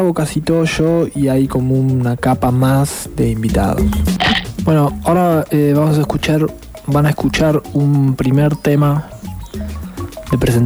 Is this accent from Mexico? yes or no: no; Buenos Aires, Argentina; soy de Capital Federal, nacido en Boedo.